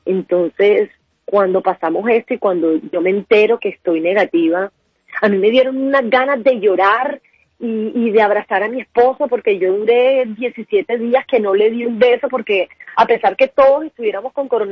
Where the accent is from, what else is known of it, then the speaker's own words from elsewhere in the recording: Colombia; a nosotros como colombianos nos cuesta un poco entender la situación del prójimo